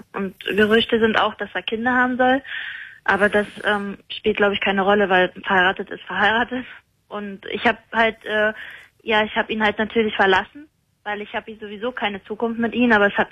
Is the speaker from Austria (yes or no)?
no; Croatia; Also, ich bin aus Kroatien.